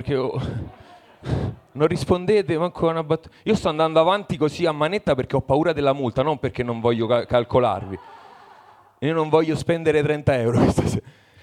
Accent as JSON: {"language": "Italian", "town": "Parma", "region": "Emilia-Romagna", "country": "Italy", "said": "Allora, no, io vengo da Parma e mi esibisco per primo perché ho paura della multa"}